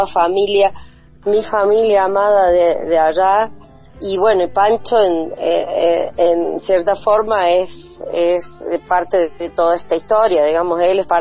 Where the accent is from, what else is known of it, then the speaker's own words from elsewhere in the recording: Cruz del Eje, Córdoba, Argentina; yo soy criada ahí, nacida y criada en Cruz del Eje